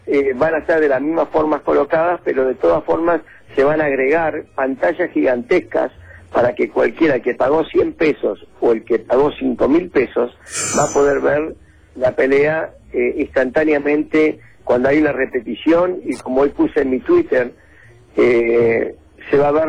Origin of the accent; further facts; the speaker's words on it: Uruguay; Escúchame, yo soy uruguayo, no soy perfecto